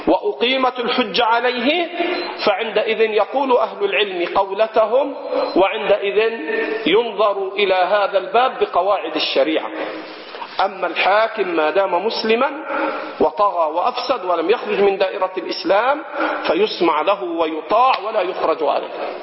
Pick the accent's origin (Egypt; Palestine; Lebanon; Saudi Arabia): Egypt; عندنا في مصر